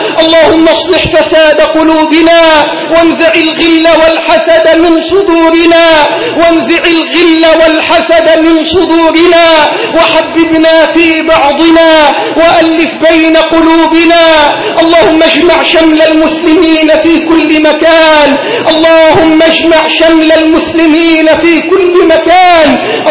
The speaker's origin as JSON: {"language": "Arabic", "country": "Egypt", "said": "اللهم احفظ بلدنا مصر من كل سوء"}